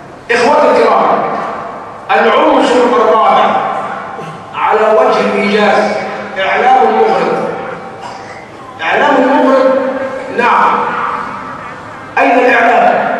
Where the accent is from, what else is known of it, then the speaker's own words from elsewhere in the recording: Egypt; السلبية القاتلة موجودة فينا كمصريين